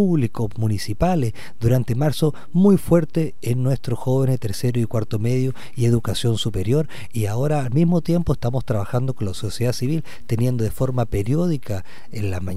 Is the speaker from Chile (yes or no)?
yes; Los Lagos, Chile; Yo soy de Chiloé.